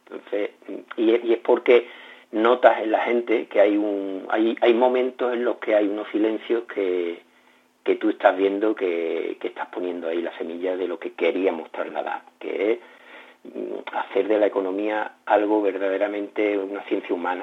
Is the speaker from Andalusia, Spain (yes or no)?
yes; Morón de la Frontera, Andalusia, Spain; estuvo en mi pueblo, en Morón de la Frontera, en 1998, en el siglo XX